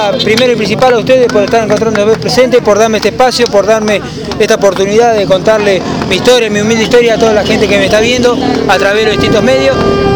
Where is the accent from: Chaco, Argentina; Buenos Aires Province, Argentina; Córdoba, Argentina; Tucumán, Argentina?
Buenos Aires Province, Argentina; Saladillo; por este recibimiento acá en mi ciudad natal, a la ciudad que tanto amo, mi Saladillo